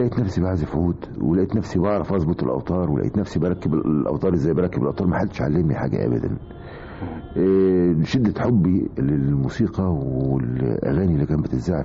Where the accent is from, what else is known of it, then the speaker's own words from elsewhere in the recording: Alexandria, Alexandria Governorate, Egypt; والله أنا الحقيقة اتولدت في اسكندرية على البحر، يعني بيتي بيت أهلي وأبويا وأمي على البحر، بيني وبين البحر 100 متر تقريبا، ونشأت هناك وتربيت هناك لغاية لما دخلت الجامعة وتخرجت من الجامعة وأنا عايش في هذه المنطقة، منطقة اسمها جليم.